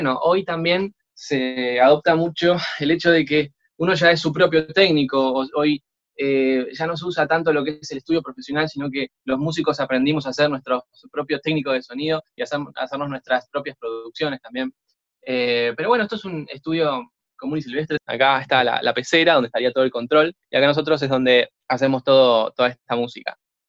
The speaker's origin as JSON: {"language": "Spanish", "country": "Argentina", "said": "Yo llego justo el día que cierran la frontera en mi país, en Argentina, llego un día antes."}